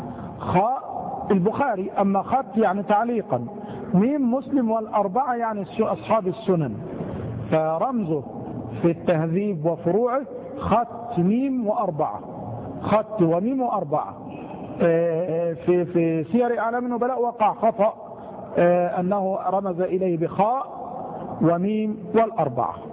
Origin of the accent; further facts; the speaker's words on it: Egypt; وهي الكلمة الدارجة التي سهلت في لهجتنا نحن المصريين